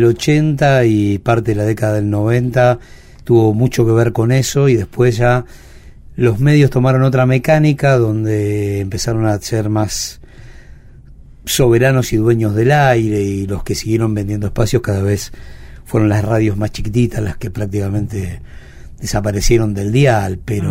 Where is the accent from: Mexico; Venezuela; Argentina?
Argentina; Buenos Aires; born there; Nací en Boedo y después la vida nos fue llevando a...